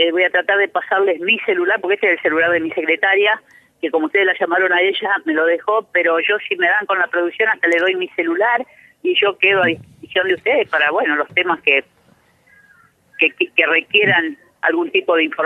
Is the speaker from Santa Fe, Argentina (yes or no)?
yes; Chañar Ladeado, Santa Fe, Argentina; si yo hiciera esta nota en mi pueblo, en Chañar Ladeado, ni lo entenderían